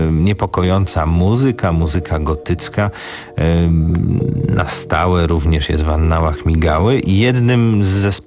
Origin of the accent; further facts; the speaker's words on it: Warsaw, Masovian Voivodeship, Poland; urodziłem się koło torów kolejowych, spędziłem dzieciństwo na warszawskiej Woli i tam są tory kolejowe prowadzące